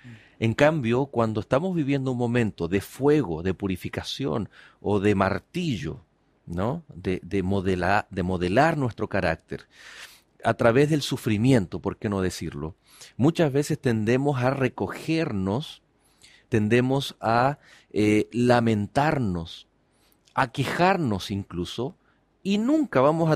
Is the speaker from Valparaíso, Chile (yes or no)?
yes; Valparaíso, Chile; Y cuando el chileno sale de su país, salimos de Chile, sufrimos porque nos hace falta ese pan. Y pensamos, ¿no? Uy, a mí me encanta uno que se llama la marraqueta, ¿no? Pero en mi zona se le llama el pan batido, en la quinta región.